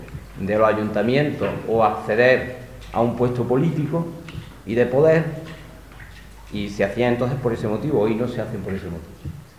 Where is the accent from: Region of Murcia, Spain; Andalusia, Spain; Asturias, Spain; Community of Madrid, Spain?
Andalusia, Spain; Huétor Tájar; Yo soy de Guatortaja, estoy de cura en Gójar y Dila, y como ha dicho Lario, soy licenciado en Filosofía